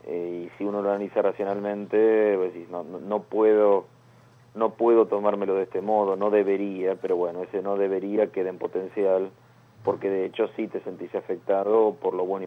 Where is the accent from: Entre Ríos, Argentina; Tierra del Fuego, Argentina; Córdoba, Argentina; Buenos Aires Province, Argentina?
Buenos Aires Province, Argentina; Castelar; Yo me crié en Castelar, aquí en el oeste del Gran Buenos Aires.